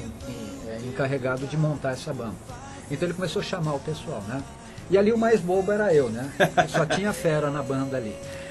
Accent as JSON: {"language": "Portuguese", "region": "São Paulo", "country": "Brazil", "tie": "born there", "said": "Eu nasci em São Paulo, na Zona Norte, exatamente na Vila Brasilândia, que é a região ali, freguesia do Ó, né?"}